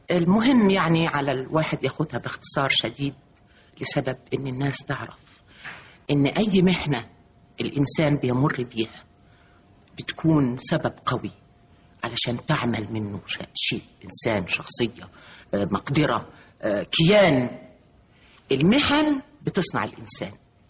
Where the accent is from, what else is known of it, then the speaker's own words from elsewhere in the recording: Upper Egypt, Egypt; هم ربوني هم عارفين ان انا ست صعيديه، بنت صعيديه ودغري وصادقه